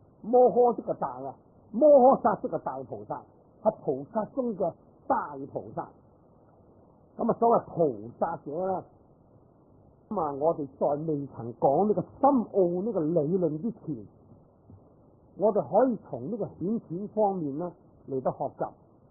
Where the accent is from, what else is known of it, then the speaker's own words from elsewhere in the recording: China; 咁其实我哋中国人呢读我哋